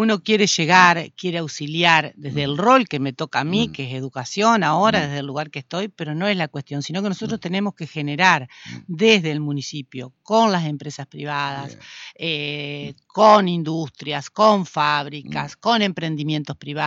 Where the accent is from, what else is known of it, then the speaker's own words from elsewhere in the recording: Concordia, Entre Ríos, Argentina; Yo hace 61 años nací en Concordia, me desarrollé en Concordia, vivo en Concordia, Concordia es mi ciudad.